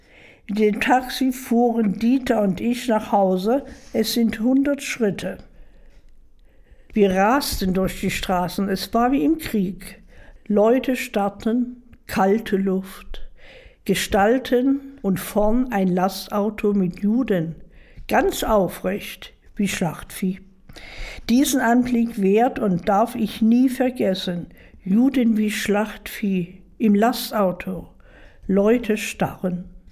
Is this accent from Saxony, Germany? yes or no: yes; Dresden, Saxony, Germany; ich bin eine Dresdnerin und mein Schicksal hat sich in Dresden abgespielt.